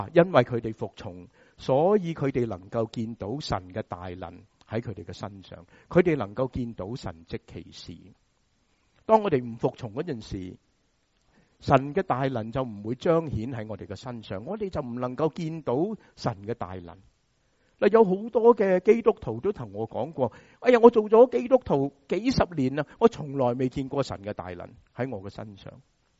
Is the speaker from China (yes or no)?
yes; Guangdong, China; 中国人，我们广东人说洗湿了个头